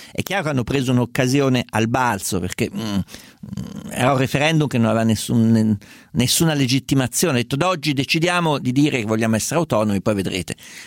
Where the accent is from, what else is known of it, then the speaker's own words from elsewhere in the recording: Perugia, Umbria, Italy; born there; sono nato a Perugia che sta al centro